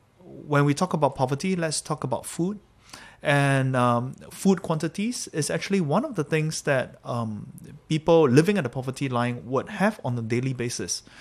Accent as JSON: {"language": "English", "country": "Singapore", "tie": "born or raised there", "also_born_or_lived": "Malaysia", "said": "We grew up in Singapore and Malaysia."}